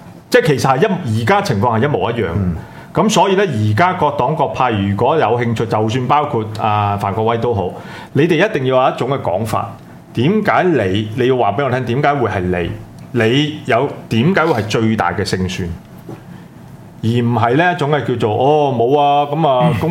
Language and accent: Cantonese; Hong Kong; 咁我哋香港人咧，好似頭先講嗱